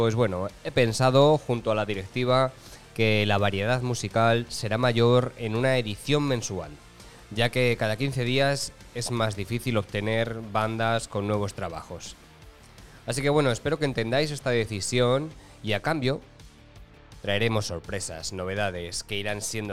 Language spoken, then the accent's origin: Spanish; Spain; Y como español, voy a opinar acerca de nuestras actuaciones